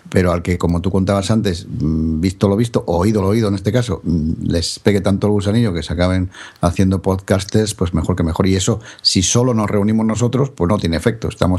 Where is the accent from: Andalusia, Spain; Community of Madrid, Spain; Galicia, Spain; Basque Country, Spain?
Galicia, Spain; el 14 las vamos a hacer en Galicia. Que me tocará a mí mucho encargarme como gallego